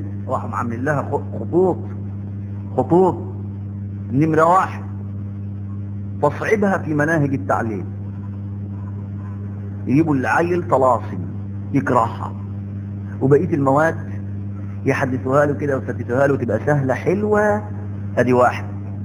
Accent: Egypt; وفاكر اللي التعبانين اللي عندنا في مصر

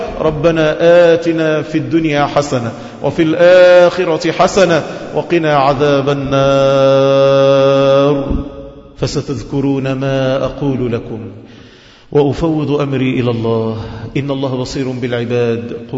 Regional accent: Egypt; سلم لنا بلدنا مصر. اللهم أمنا في بلدنا مصر، اللهم اجعلها بلد رخاء

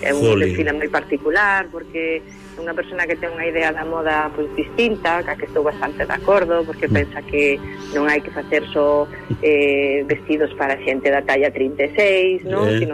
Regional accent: Portugal; accent: northern Portuguese; Teño acento de portugués do norte.

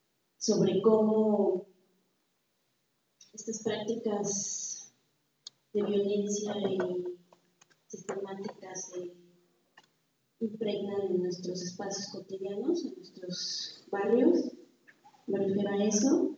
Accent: Valle de Chalco, State of Mexico, Mexico; vengo del Estado de México, del Valle de Chalco.

